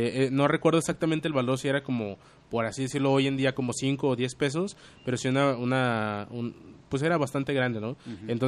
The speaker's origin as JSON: {"language": "Spanish", "town": "Guadalajara", "region": "Jalisco", "country": "Mexico", "said": "coloquialmente en esta región se nos conoce como tapatíos"}